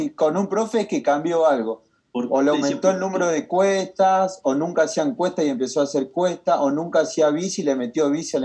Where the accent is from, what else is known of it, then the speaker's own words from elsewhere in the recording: Argentina; el problema somos nosotros los argentinos que nos gusta terminar el entrenamiento destruidos